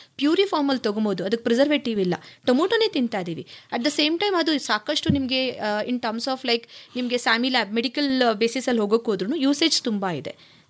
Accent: Bengaluru, Karnataka, India; ನಾನು ಮೂಲತಃ ಬ್ಯಾಂಗ್ಳೂರು.

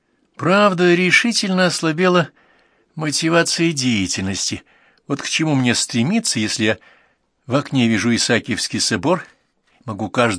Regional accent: Saint Petersburg, Russia; Я родилась на Васильевском острове и вернулась в 2005 году туда же.

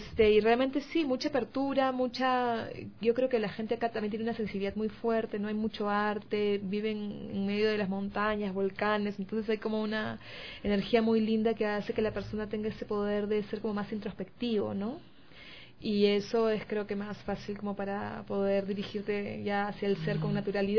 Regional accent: Lima, Peru; Vengo de Perú, de Lima

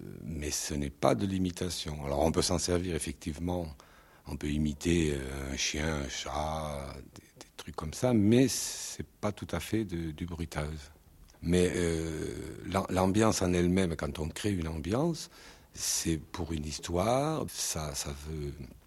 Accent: Southern France, France; dans le midi, il y a plus d'odeurs que de sons, disons. Mais effectivement, c'est les cigales, tout bêtement.

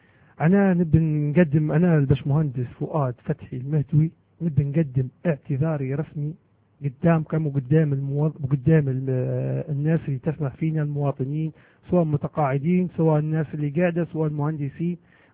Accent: Libya; والله العظيم ما يبي يصير اكثر من ما صار في بلادنا وفينا نحن شخصيا كليبيين

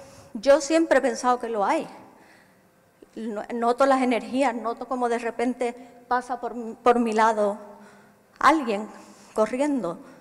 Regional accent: Huelva, Andalusia, Spain; por tanto, soy de Huelva

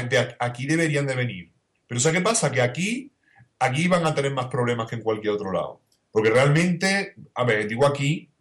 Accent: Spain; porque yo me considero español y de nacional nada.

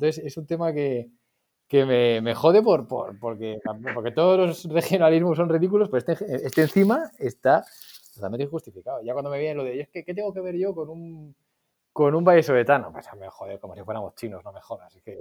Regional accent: León, Castile and León, Spain; ¿León a Castilla? Mi pueblo, ya está.

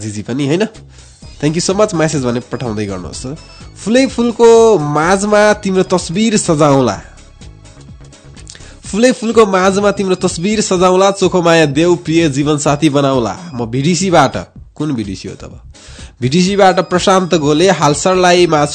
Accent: Marin Khola, Bagmati, Nepal; सिन्धुली मेरो जन्म स्थान मरिन खोला हो मेरो गाउँ

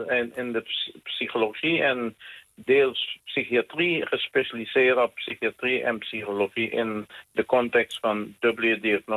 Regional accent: Sint Eustatius, Caribbean Netherlands; born there; op Sint Eustatius. Ik ben geboren op Sint Eustatius.

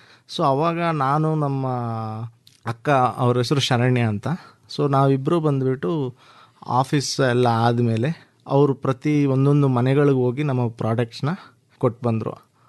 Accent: Laknahalli, Karnataka, India; ನಾನು ಮೂಲತಃ ಲಕ್ನಹಳ್ಳಿ ಗ್ರಾಮದವರು.

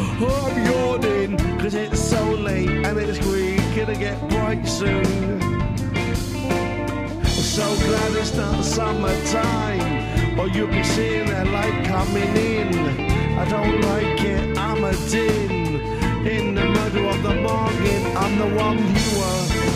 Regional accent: United Kingdom; It's just me, I'm a Brit, and I'm the one viewer, and I'm losing it.

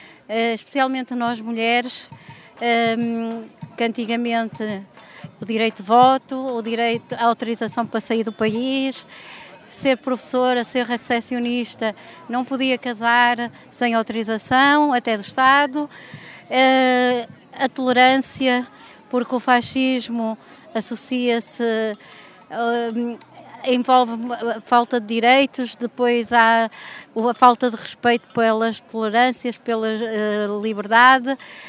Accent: Braga, Portugal; Eu venho de Braga, sou do núcleo antifascista de Braga

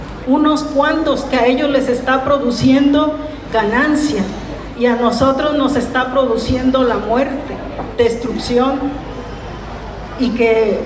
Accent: Jalisco, Mexico; Un ejemplo claro de Jalisco, de donde yo soy, del sur de Jalisco.

